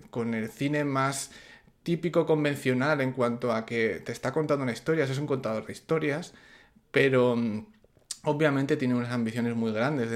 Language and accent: Spanish; Salamanca, Castile and León, Spain; de Salamanca.